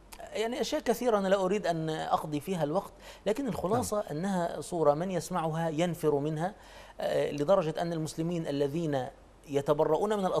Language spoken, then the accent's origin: Arabic; Egypt; يعني نحن عندنا في مصر